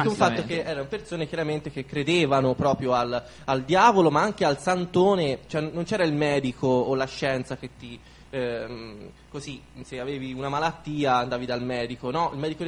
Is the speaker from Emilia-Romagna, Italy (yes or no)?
no; Pietrelcina, Campania, Italy; born there; io sono nato a Pietrelcina.